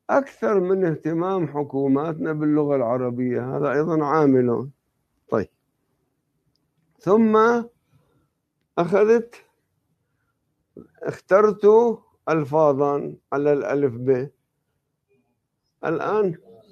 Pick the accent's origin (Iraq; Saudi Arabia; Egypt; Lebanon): Lebanon; ولأني أنا نشأت بطفولة في لبنان